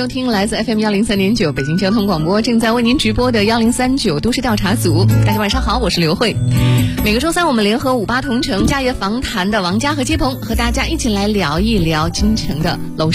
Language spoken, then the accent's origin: Chinese; Zhenjiang, Jiangsu, China; 我是江苏镇江人嘛